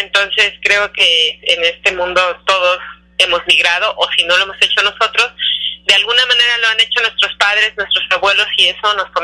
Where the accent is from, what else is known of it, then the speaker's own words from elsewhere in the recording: Mexico; Creo que como mexicanos podemos sacar adelante este país.